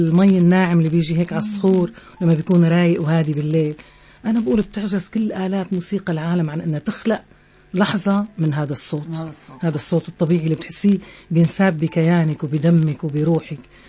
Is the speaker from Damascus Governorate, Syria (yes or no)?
no; Tartus, Tartus Governorate, Syria; يمكن لانه انا خلقت بهاي المدينه